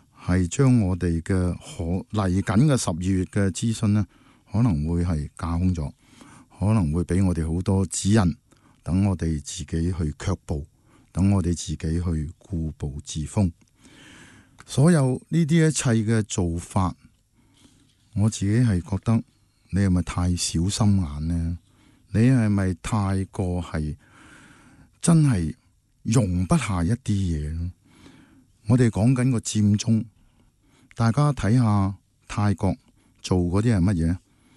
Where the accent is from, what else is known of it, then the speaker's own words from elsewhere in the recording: Hong Kong; 我们香港人可能要进行一些行动